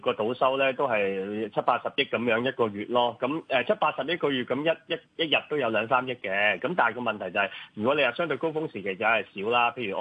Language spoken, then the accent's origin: Cantonese; Macau; 我哋澳門人咧好中意去旅行嘅